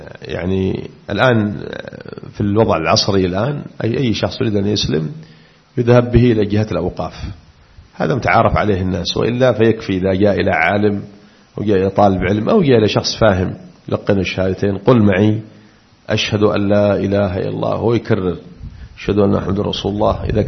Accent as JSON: {"language": "Arabic", "region": "Aden", "country": "Yemen", "said": "وقد أثيرت مسألة عندنا في عدن في بعض المناطق"}